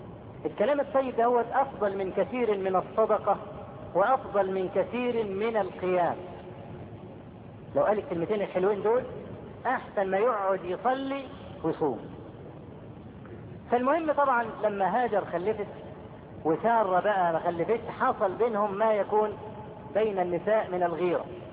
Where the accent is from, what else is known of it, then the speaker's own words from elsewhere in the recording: Egypt; وإحنا كمصريين أسد